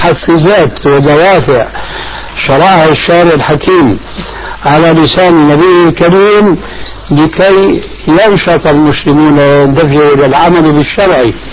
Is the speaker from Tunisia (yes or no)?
no; Syria; كما يقولون عندنا في سوريا في لغة العامة